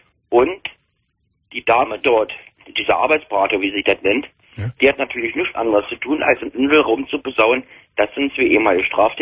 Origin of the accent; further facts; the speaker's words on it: Stendal, Saxony-Anhalt, Germany; ich komme aus Stendal. Das ist ein Ort in Sachsen-Anhalt.